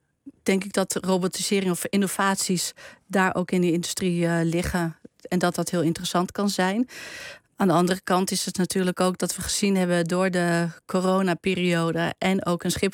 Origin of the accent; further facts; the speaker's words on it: eastern Netherlands, Netherlands; Ik kom uit het oosten van Nederland.